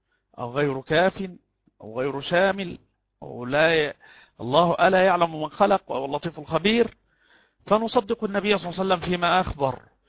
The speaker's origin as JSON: {"language": "Arabic", "country": "Egypt", "said": "كما يقال عندنا في مصر قريب الزوجة يدخل من غير أن يستأذن"}